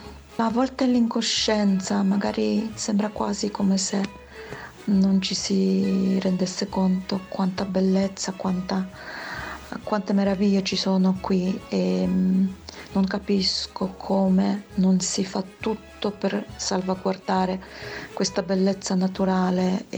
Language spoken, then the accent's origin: Italian; Poland; now in Salerno, Italy; Sono nata in Polonia, i miei genitori sono polacchi. Quando mi chiedono di dove sono, rispondo: vengo dalla Polonia ma vivo a Salerno.